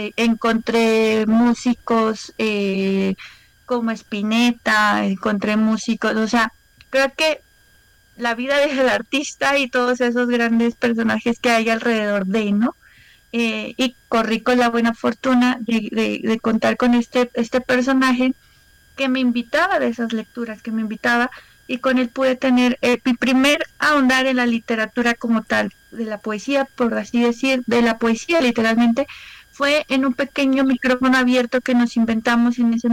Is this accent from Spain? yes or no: no; Tlalnepantla, State of Mexico, Mexico; Yo soy del Estado de México, no de Ciudad de México, del Estado de México, okay. De Tlalnepantla, donde estaba un pequeño trampolín cultural